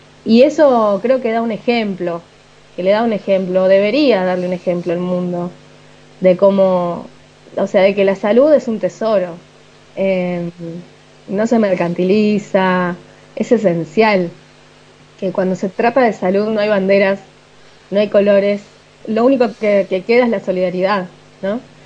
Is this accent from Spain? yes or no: no; Argentina; O sea, no, soy argentina.